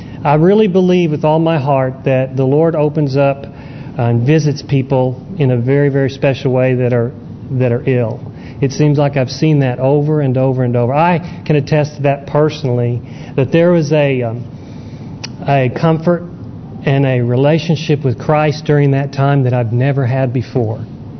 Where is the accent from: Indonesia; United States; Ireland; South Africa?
United States; San Diego, California; born there; I was born in California, San Diego.